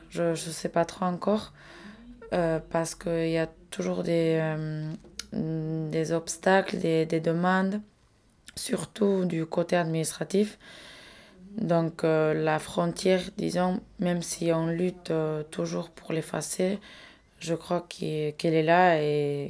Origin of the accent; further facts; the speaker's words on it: Nouvelle-Aquitaine, France; En tant que basque et indépendantiste, j'essaie toujours d'éliminer cette frontière.